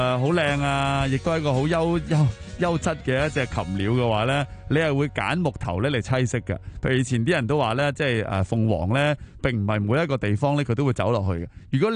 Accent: Hong Kong; 但你有冇奇怪过咧？啊，点解我哋香港人成日都有想走嘅念头嘅咧？

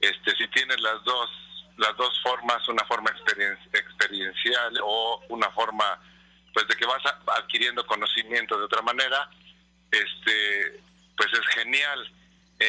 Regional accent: Mexico; ¿cómo puedo yo como mexicano, como ser humano, dejar este planeta en mejores condiciones de las que lo encontré?

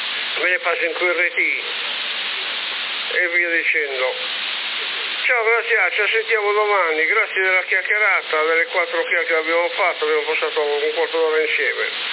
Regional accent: Bologna, Emilia-Romagna, Italy; Io sono bolognese

